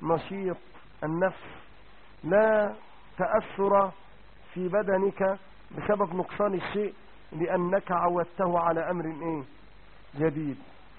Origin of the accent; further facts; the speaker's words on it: Egypt; المجزر اللي كان في السيدة زينب زمان عندنا في مصر